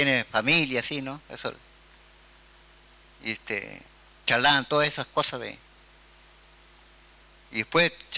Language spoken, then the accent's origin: Spanish; Cuesta del Ternero, Río Negro, Argentina; de Cuesta del Ternero, pertenezco a la comunidad también Pichún